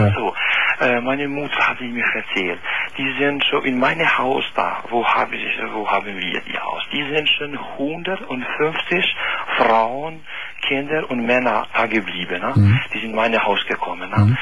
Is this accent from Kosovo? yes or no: yes; Kosovo; now in Koblenz, Germany; Ich komme aus Kosovo.